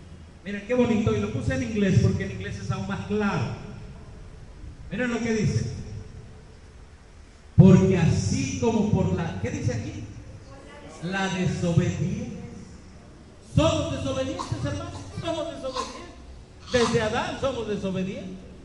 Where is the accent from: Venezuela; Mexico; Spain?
Mexico; now in Dominican Republic; En mi pueblo donde vengo también, allá en México, hay muchos.